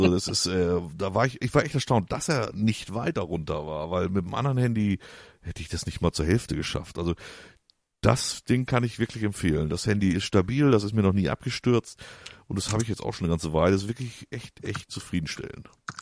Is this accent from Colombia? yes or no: no; Hamburg, Germany; ich komme aus dem Süden von Hamburg, deswegen schlägt ich das Hamburgische nur nicht ganz so rein. Das ist zwar schon die Bezugsstadt natürlich, aber wir sind direkt an der Grenze zu Niedersachsen, also mehr dörflich.